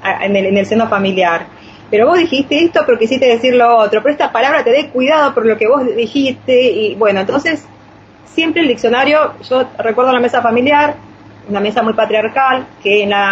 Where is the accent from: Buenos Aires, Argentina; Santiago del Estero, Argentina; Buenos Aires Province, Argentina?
Santiago del Estero, Argentina; Río Hondo; yo vengo de Santiago del Estero, del tema de Río Hondo, donde hay una comunidad siria, árabe, muy grande, donde tenemos orígenes con los pueblos originarios.